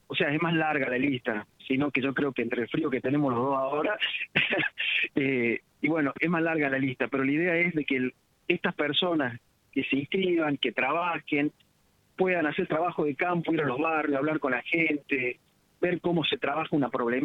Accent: Córdoba, Argentina; yo soy de Córdoba. Hace casi 24 años que estoy en Villallende. Estuve fuera del país.

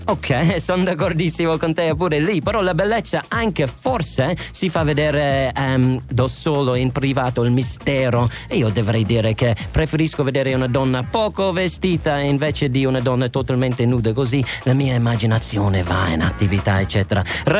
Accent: Ireland; Italian is a second language; now in Italy; in Irlanda non ci sta niente del genere, non si vede cose che si vedono in Italia

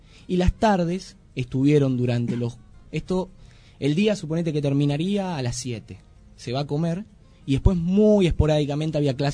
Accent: Buenos Aires, Argentina; A esto sumado la estigmatización con la cual vamos los argentinos y más los que venimos de Buenos Aires, ¿no?

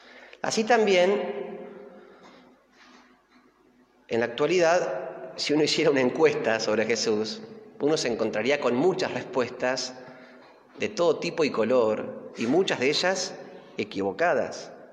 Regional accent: Flores, Buenos Aires, Argentina; Y porque nació en Flores, donde yo nací. Los primeros años fueron en Flores, yo también.

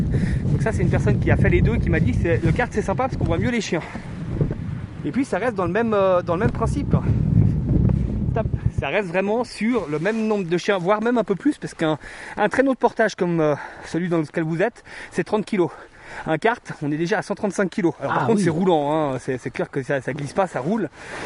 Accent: Auvergne-Rhône-Alpes, France; De toute façon, déjà, je suis pas de l'Ain. Moi, je suis de Haute-Savoie.

